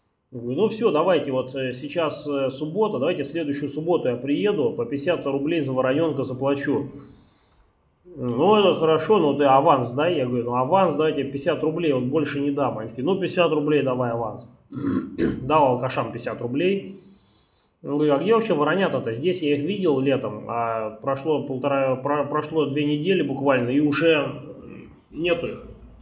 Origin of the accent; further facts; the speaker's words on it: Moscow, Russia; Ну, я из Москвы, не очень приятно.